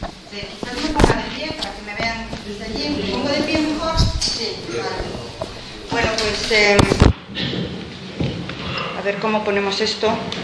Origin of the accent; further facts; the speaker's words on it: Madrid, Community of Madrid, Spain; also born or lived in Canary Islands; now in Iceland; porque yo soy madrileña, pero Canarias es mi tierra de adopción, la que yo he elegido con el corazón, porque es la que más me gusta, y me fui a vivir allí.